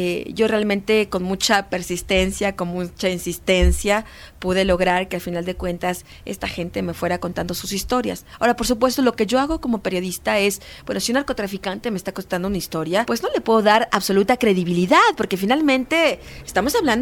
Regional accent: Mexico; Por supuesto que eso, a mí como periodista y como mexicana, me aterroriza.

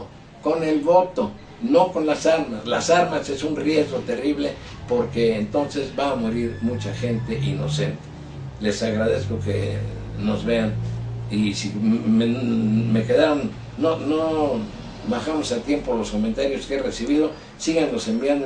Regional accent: Mexico; creo que como mexicano, como periodista, es mi deber decir las cosas como yo las veo

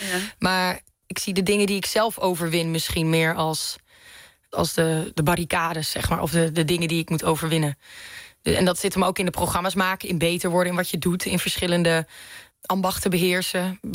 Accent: Manderveen, Overijssel, Netherlands; Ja, ik kom uit Twente. Ik kom uit Manderveen. Daar wonen 642 mensen. Dus dat is echt de totale andere kant van Nederland.

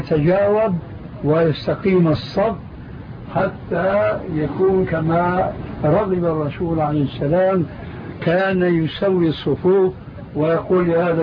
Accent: Syria; يقولون: عندنا في سوريا كالحردون في حيوان البرية.

